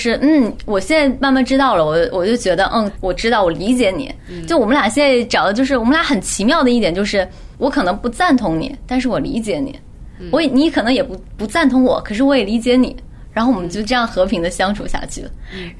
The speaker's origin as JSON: {"language": "Chinese", "country": "China", "said": "一方面是包装，一方面是我是大陆人"}